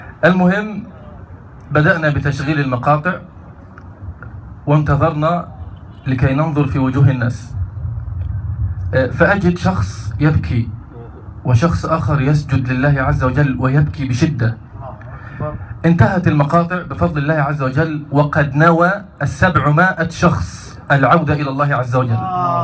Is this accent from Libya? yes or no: no; Egypt; فعلا اليوتيوب كان لي أثر كبير جدا في الشباب عندنا في مصر